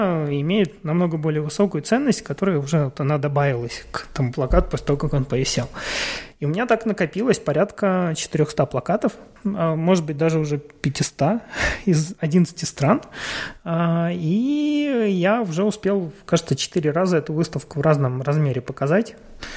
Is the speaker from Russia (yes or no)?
no; Ukraine; Ну, не все знали, что я из Украины